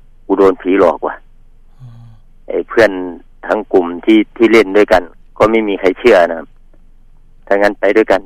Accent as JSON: {"language": "Thai", "region": "Bueng Kan", "country": "Thailand", "tie": "born or raised there", "said": "ครับบ้านเกิดแล้ว"}